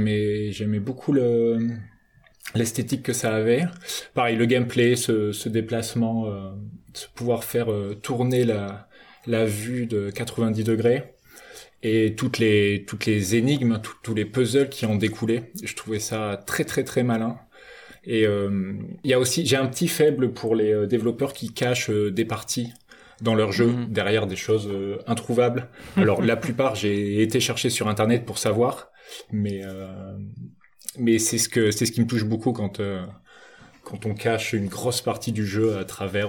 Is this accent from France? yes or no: yes; Angoulême, Nouvelle-Aquitaine, France; je viens d'Angoulême.